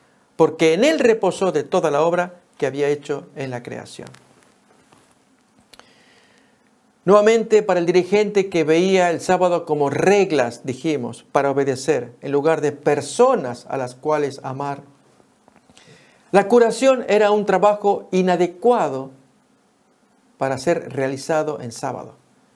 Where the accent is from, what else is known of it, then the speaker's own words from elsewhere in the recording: Argentina; En mi país, Argentina, se llama tatetí.